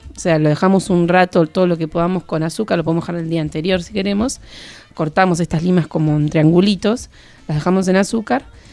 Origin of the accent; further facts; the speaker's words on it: Bahía Blanca, Buenos Aires Province, Argentina; Yo soy de Bahía Blanca